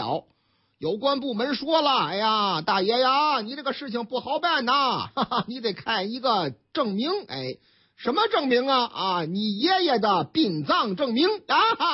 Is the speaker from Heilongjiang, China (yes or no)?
no; Shandong, China; 我老家的山东商报的报道